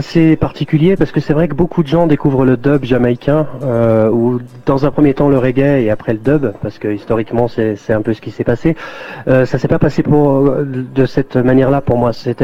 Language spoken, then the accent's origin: French; Saint-Étienne, Auvergne-Rhône-Alpes, France; born there; n'étant pas moi-même ni jamaïcain ni anglais, de faire les choses à ma manière. C'est-à-dire que je suis né à Saint-Étienne en France